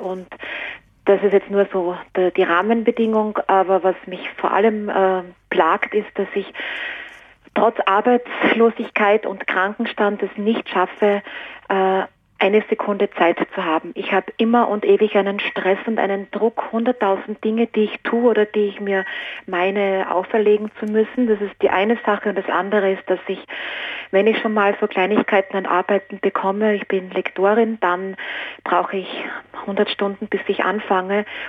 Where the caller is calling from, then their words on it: Salzburg, Austria; Ich bin aus Salzburg oder in der Nähe von Salzburg.